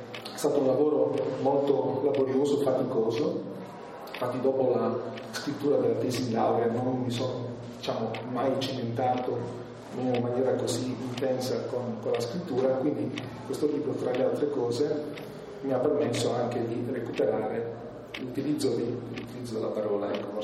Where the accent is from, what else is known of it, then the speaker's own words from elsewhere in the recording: Bari, Apulia, Italy; perché non sono altoatesino, come probabilmente si capisce anche un po' dall'accento, sono di origini pugliesi, sono di Bari